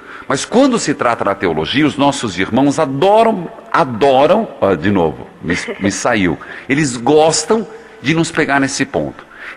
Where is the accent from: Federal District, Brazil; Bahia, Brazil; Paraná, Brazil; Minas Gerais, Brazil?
Paraná, Brazil; E eu sou do interior do Paraná.